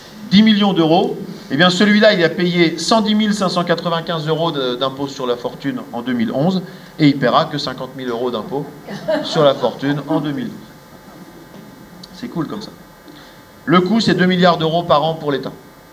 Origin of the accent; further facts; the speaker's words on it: Orléans, Centre-Val de Loire, France; J'ai pris le cas du Loiret parce que moi je viens d'Orléans.